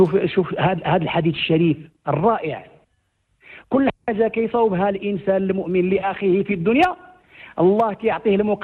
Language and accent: Arabic; Morocco; وجعلنا كمغاربة نلهج بشكره حفظه الله